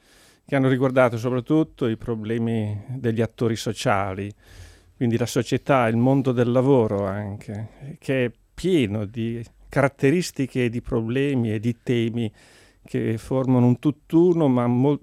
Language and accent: Italian; Mantua, Lombardy, Italy; Sono cresciuto in ambiente cattolico, nella provincia lombarda, sono di Mantova.